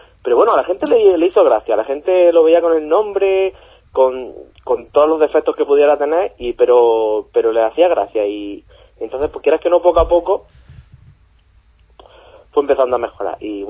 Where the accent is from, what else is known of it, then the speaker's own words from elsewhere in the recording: Almería, Andalusia, Spain; now in Granada, Spain; Ya me había venido, porque yo no soy de Granada, yo soy de Almería.